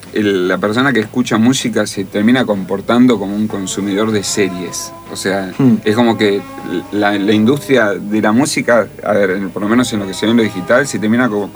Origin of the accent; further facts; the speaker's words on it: Buenos Aires, Argentina; Yo, mi papá es santafesino, mi mamá de Chubut. Soy el único porteño de toda mi familia porque nací acá, igual me siento un porteño.